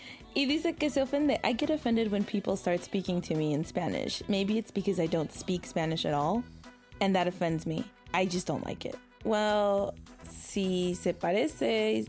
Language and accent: Spanish; Mexico; mucha gente me dice, ¿de qué parte de México eres? Porque luego se nota en mi acento, de dónde soy.